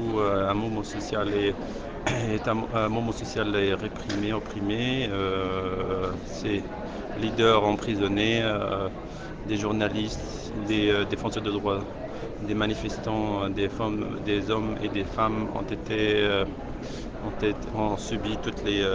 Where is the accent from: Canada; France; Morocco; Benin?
Morocco; Rif; donc je suis du Rif, au nord du Maroc